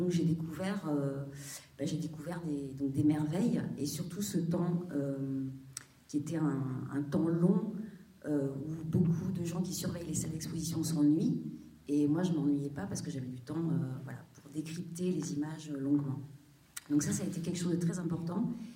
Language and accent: French; Auvergne-Rhône-Alpes, France; also born or lived in Saint-Étienne / Paris; d'avoir fait mes études à Saint-Étienne, parce que je suis native de Haute-Loire, dans un milieu paysan, mes parents étaient agriculteurs, donc le fait d'avoir quitté la ferme et d'être allée à Saint-Étienne, donc faire mes études, puis rentrer aux Beaux-Arts